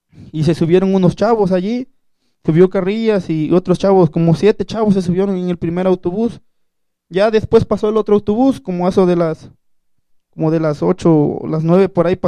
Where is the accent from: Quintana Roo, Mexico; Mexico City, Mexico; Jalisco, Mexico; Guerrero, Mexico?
Guerrero, Mexico; Tixla; Y como la normal está en Tixla, yo soy de Tixla de Guerrero